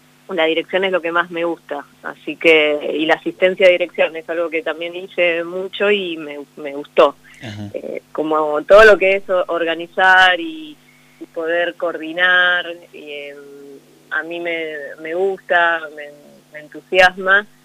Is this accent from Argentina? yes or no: yes; Argentina; moved away as an adult; now in Buenos Aires, Argentina; fue a mi pueblo. Yo justo me había venido ya a Buenos Aires a estudiar Derecho